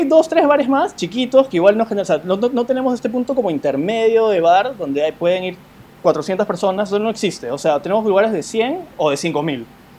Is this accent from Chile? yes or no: no; Peru; ¿Cómo yo me reconozco como peruano si no tengo idea qué es la música peruana en general